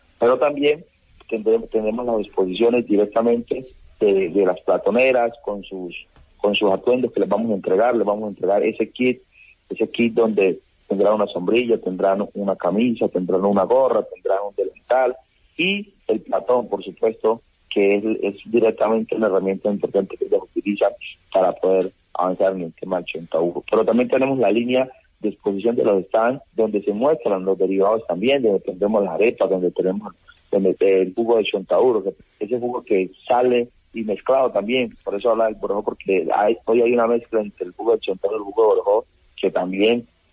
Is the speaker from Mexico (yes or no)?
no; Villapaz, Valle del Cauca, Colombia; Yo soy de Villapaz. Villapaz es un pueblito que está, un pueblo de mucha energía, mucha positivismo, de gente muy bella que está al sur del municipio de Jamundí. Está a 15 minutos del casco urbano de Jamundí, y ahí soy yo, nacido, criado